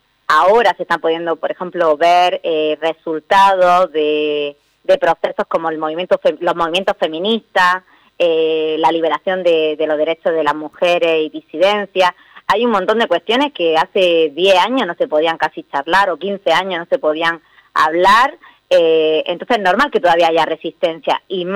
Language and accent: Spanish; Andalusia, Spain; now in Viedma, Argentina; pero yo, bueno, soy andaluza y hace casi más de ya, nueve años hace que estoy acá en Viedma.